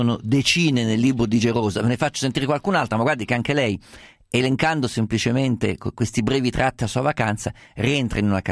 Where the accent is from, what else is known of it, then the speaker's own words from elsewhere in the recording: Umbria, Italy; Guarda, io sono umbro, sono da ragazzino fino adolescente, fino anche ho vissuto in Umbria